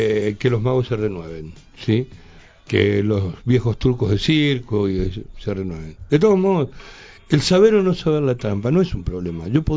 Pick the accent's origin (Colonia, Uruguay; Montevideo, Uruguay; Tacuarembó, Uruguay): Colonia, Uruguay; de mi pueblo, de Colonia, Uruguay